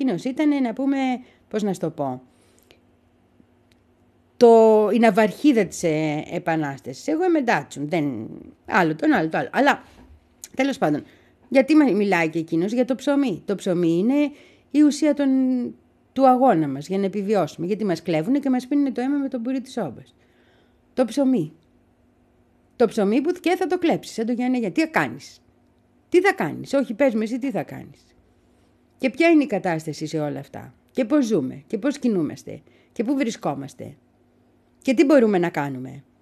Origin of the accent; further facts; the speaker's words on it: Petroupoli, Attica, Greece; μεγάλωσα στα δυτικά προάστια, έτσι. Μεγάλωσα στην Πετρούπολη, σύνορα Πετρούπολης Ήλιον, στις Λάσπες. Τρεχούμενο νερό αποκτήσαμε όταν ήμουν 3 χρονών.